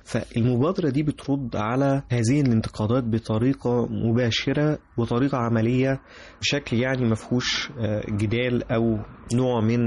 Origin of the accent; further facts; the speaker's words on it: Egypt; فكرة ان احنا كمصريين قاعدين مع بعض بنحاول نحل مشاكل البلد دي